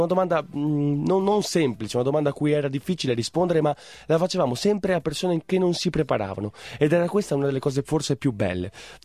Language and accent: Italian; San Biagio di Callalta, Veneto, Italy; io sono originario dal paese di San Biagio di Callalta